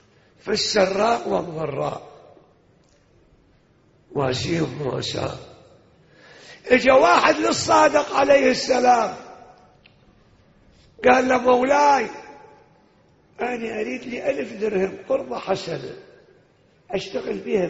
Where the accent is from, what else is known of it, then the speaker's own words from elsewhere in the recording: Iraq; احنا حدنا في لهجتنا العراقيين يقول كل شي دين بدين حتى دمعة العين